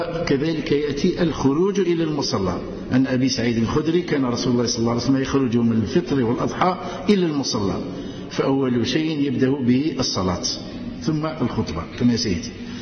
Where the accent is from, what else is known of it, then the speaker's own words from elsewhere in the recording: Algeria; نرفع أكف الدعاء إلى أدي زنزل الأمن والهنا في بلادنا الجزائرية